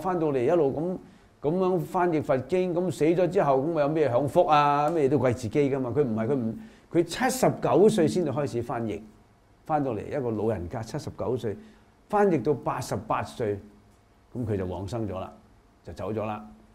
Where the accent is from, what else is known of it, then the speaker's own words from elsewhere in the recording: China; 咁啊，除咗我哋中國人去印度